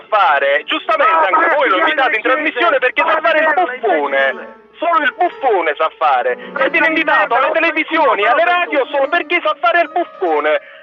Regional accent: Naples, Campania, Italy; Io sono napoletano, imbecille, e sono 34 anni che campo nella mia città

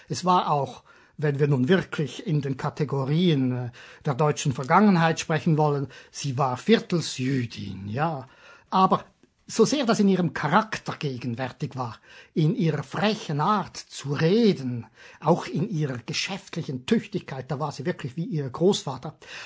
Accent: Switzerland; Ich bin Schweizer und mach das nicht ganz so gern.

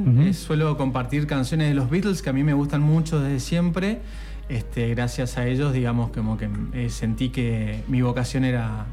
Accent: Misiones, Argentina; now in Merlo, Argentina; es un apellido japonés, es una larga historia. Soy de Misiones y hace casi 2 años que estoy residiendo aquí en Merlo.

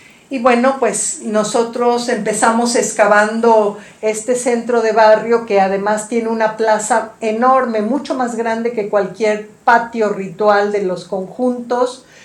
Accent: Tlalpan, Mexico City, Mexico; Yo soy de Tlalpan, yo vivo en Tlalpan.

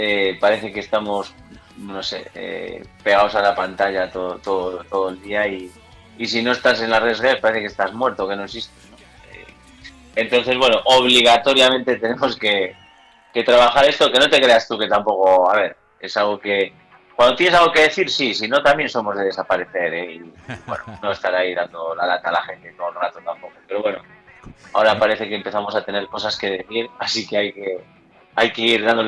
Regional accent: Galicia, Spain; Joder, somos gallegos, tío.

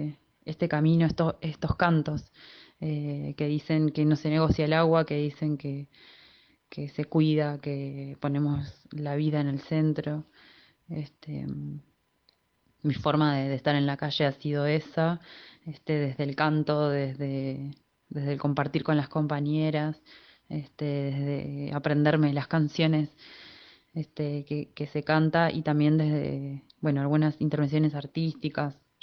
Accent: Mendoza, Argentina; Yo soy de Mendoza, de una provincia de Argentina que está al oeste del país, sobre la cordillera de los Andes, donde se vive un clima árido, seco, llueve muy pocas veces en el año.

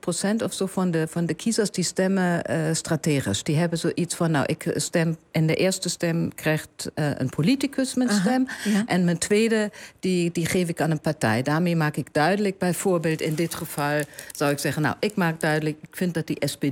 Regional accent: Germany; Maar dat is natuurlijk, ik ben een Duitser in het buitenland.

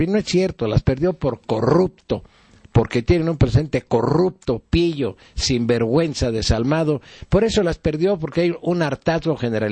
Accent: Mexico; como mexicano debo de hacer mi aportación

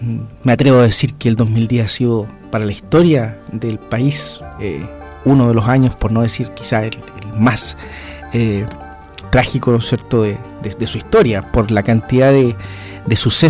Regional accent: Chile; temas de interés que nos interesan, por supuesto, como chilenos

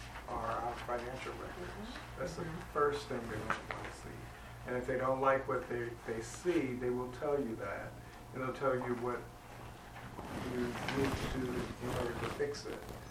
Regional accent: Chicago, Illinois, United States; now in Las Vegas, United States; I'm from Chicago. Okay. I've been in Vegas almost 5 years now.

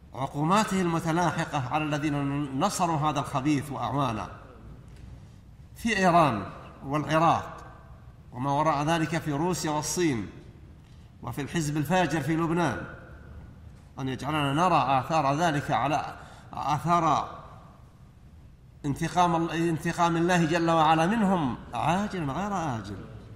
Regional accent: Saudi Arabia; أن يحفظ على بلادنا المملكة العربية السعودية

